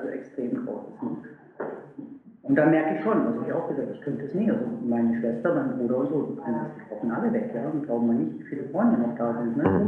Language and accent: German; Meerbusch, North Rhine-Westphalia, Germany; Weil ich komme aus Meerbusch, das ist eine ganz kleine Ecke.